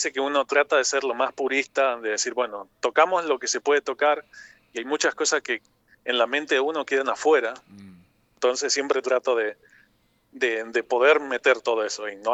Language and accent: Spanish; Reconquista, Santa Fe, Argentina; Yo soy de Reconquista, en mi ciudad a veces no había demasiado para escuchar